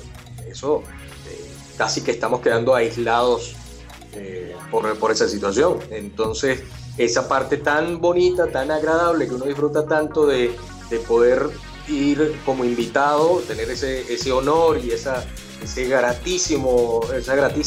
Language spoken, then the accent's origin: Spanish; Mexico; de alguna manera, tengo que compensar ese dinero que no voy a ganar aquí en mi país, en el otro trabajo, para poder ir.